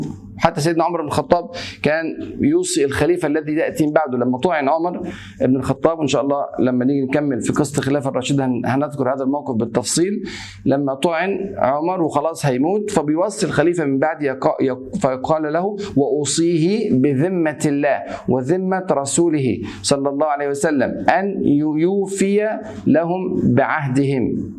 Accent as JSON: {"language": "Arabic", "country": "Egypt", "said": "احنا مصريين لان يعني عندنا خلفيه عن هذه الكلمه"}